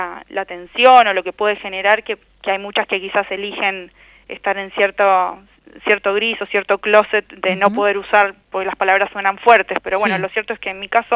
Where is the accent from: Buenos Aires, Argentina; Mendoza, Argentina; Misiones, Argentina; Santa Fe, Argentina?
Buenos Aires, Argentina; born there; y vivo donde nací, acá en Buenos Aires.